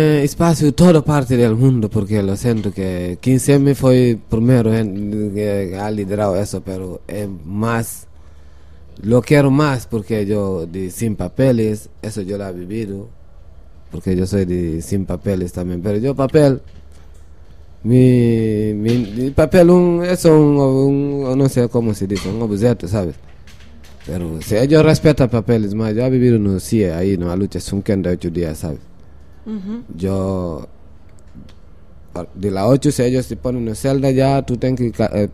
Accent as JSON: {"language": "Spanish", "country": "Guinea-Bissau", "moved": "yes", "said": "Como yo soy si yo te digo, soy de Guinea-Bissau, ¿sabes? Y yo he llegado a Europa con mi profesión, llegar a trabajar."}